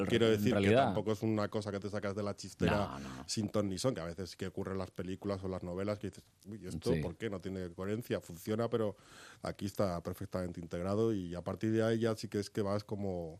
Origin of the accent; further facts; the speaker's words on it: Madrid, Community of Madrid, Spain; Yo soy madrileño, tengo 45 años, llevo aquí toda la vida